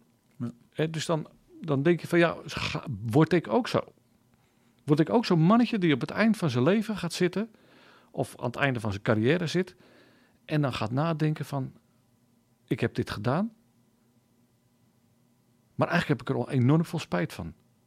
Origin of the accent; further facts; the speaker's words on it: Loenen aan de Vecht, Utrecht, Netherlands; Ik kom uit Loenen aan de Vecht. Daar woon ik nu al een hele tijd. En daar ging ik ook naar de kerk.